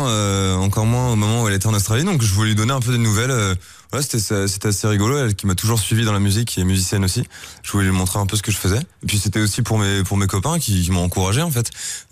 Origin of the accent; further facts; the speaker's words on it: Crouy-sur-Ourcq, Île-de-France, France; Je viens de Crouy-sur-Ourcq, un petit village de Seine-et-Marne, tout à l'est de Paris.